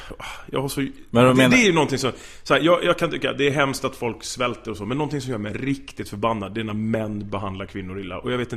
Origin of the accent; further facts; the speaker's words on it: Gothenburg, Västra Götaland County, Sweden; Ordvits, jag är från Göteborg.